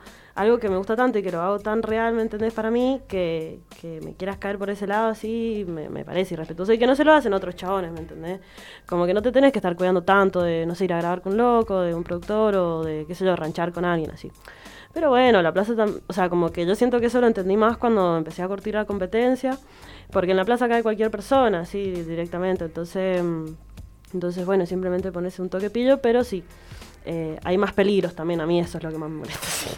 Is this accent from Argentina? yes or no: yes; Mendoza, Argentina; Y de acá de Mendoza somos la Alex Mine, la Lila y yo.